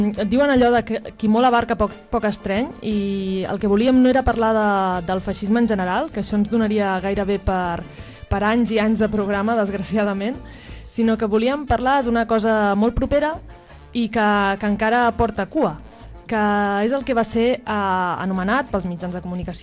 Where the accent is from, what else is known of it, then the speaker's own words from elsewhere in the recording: Manresa, Catalonia, Spain; tant les que som de Manresa com les que estem escoltant el programa des de fora.